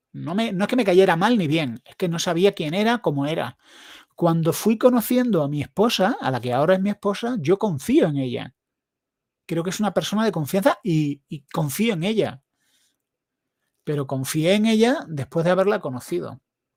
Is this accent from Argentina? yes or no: no; Granada, Andalusia, Spain; Para más, pero es que soy de Granada.